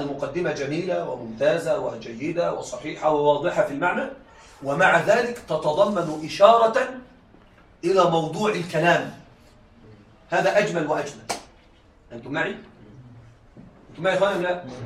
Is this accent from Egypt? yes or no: yes; Egypt; عندنا في مصر يقولون الرسالة تفهم من العنوان